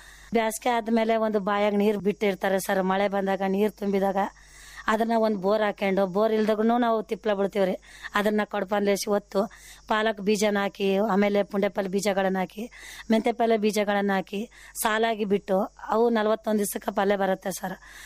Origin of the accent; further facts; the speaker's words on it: Manvi, Karnataka, India; ನಮ್ದು ತವರು ಮನೆ ಮಾನವಿ, ನಮ್ ಗಂಡನ ಮನೆ ಮಲಿಯಾಬಾದೆ.